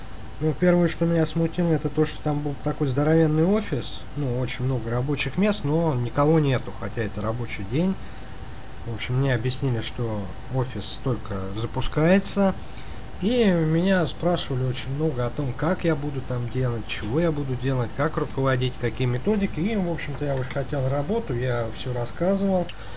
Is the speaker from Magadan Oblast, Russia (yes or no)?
no; Moscow Oblast, Russia; Ну, смотрите, как бы мы из Подмосковья, у нас ситуация, в общем-то, совершенно не лучше.